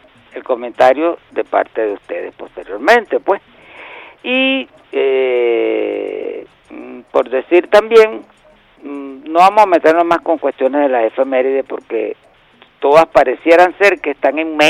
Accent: Venezuela; somos una vez venezolanos, dos veces venezolanos, tres veces venezolanos, y si queda algo, somos venezolanos

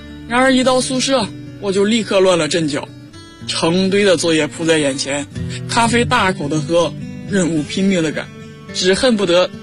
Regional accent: Jilin City, Jilin, China; 来自吉林省吉林市，我在南京大学。距离我的家乡1994公里

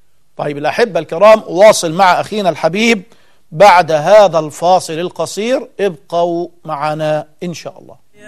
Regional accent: Egypt; طلعت من هدومها يعني بالمعنى العام عندنا في مصر

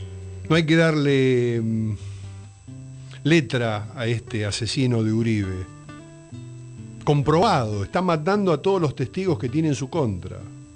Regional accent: Argentina; somos así, somos argentinos insurrectos

